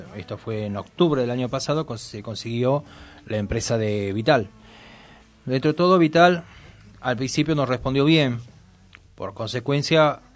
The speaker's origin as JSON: {"language": "Spanish", "region": "Tucumán", "country": "Argentina", "lives_now": "Moreno, Argentina", "said": "Yo que vengo de Tucumán, estamos hablando de la provincia."}